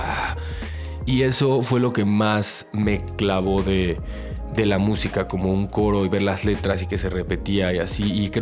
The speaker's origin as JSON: {"language": "Spanish", "town": "Tijuana", "region": "Baja California", "country": "Mexico", "tie": "born or raised there", "also_born_or_lived": "Chula Vista", "said": "yo también nací allá, nací en Chula Vista, crecí en Tijuana, como que era toda esta mezcla."}